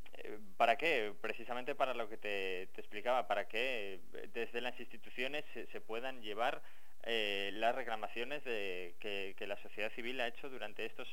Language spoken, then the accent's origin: Spanish; Basque Country, Spain; yo soy vasco, vivo